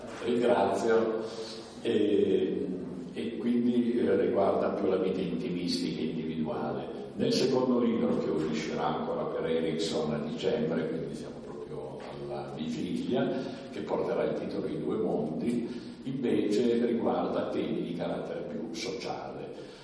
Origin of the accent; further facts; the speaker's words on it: Turin, Piedmont, Italy; now in Collalbo, Italy; sono un immigrato. Sono qui da 13 anni e vengo da Torino e ho avuto la grande fortuna di trovare un paese dove vivere e dove mi trovo veramente molto a mio agio, che è Collalbo.